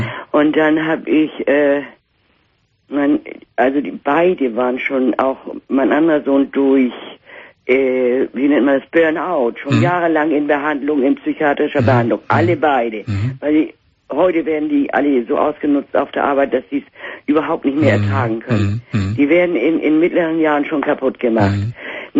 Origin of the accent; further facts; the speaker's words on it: Northern Germany, Germany; accent: North German; Und wir wissen an meinem Dialekt, dass wir aus Norddeutschland irgendwo kommen, nicht? Eine Großstadt.